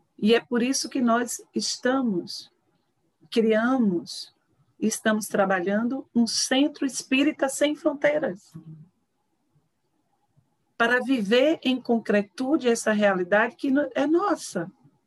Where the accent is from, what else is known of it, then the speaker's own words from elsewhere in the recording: Recife, Pernambuco, Brazil; Mas este amor pelo regional, pela cidade onde nasci, pela cultura de onde advim.